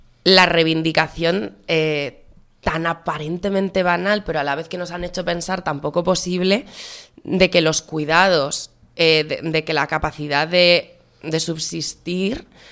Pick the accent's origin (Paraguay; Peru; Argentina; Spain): Spain; Aragon; soy de Aragón y me interesa muchísimo la experiencia del Consejo de Aragón